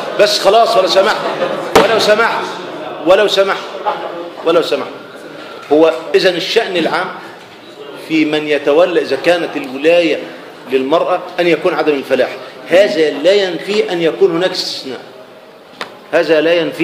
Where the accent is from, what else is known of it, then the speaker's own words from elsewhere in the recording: Egypt; وما انا مش بقول عشان انا احنا مصريين